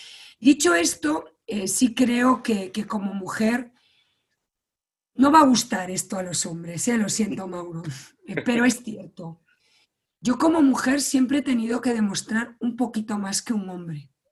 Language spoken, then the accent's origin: Spanish; Galicia, Spain; Yo soy gallega. En general los españoles somos mucho de contacto, pero los gallegos ya nos pasamos.